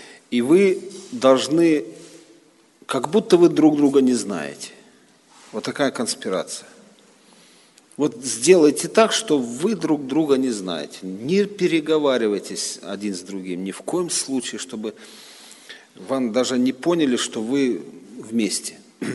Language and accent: Russian; Khartsyzsk, Donetsk Oblast, Ukraine; moved away; Ну а мы росли в Харциске, там речка такая у нас скалистая, и мы любили с этих скал прыгать.